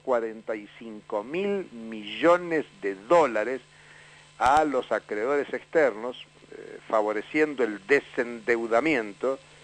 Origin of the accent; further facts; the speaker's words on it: San Juan, Argentina; yo soy nacido en San Juan, mi niñez es en San Juan.